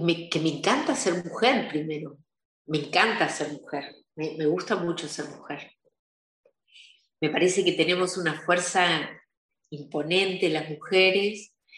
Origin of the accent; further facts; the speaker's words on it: Argentina; moved away; Nací en la Argentina. El comienzo de mi juventud fue en la Argentina.